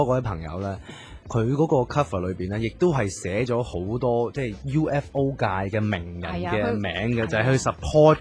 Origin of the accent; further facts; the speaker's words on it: China; 因為我哋中國人都幾千年前我哋都計到啲咩星嗰啲嘅。